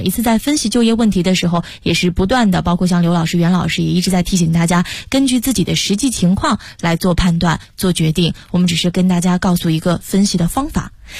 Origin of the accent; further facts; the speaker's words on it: Shaanxi, China; now in Beijing, China; 我在上学一直到现在就换过好多的城市，然后对，我一开始上学在青岛海边，后来跑到了台湾的高雄，然后再后来又来到了北京，而我是一个陕西人。